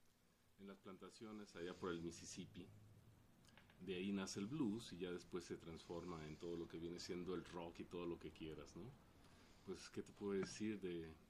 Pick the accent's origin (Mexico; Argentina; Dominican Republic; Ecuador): Mexico; Tijuana, Baja California; yo vengo de Tijuana, Baja California. Entonces en Tijuana yo empecé a oír todo esto porque en los 70s era el auge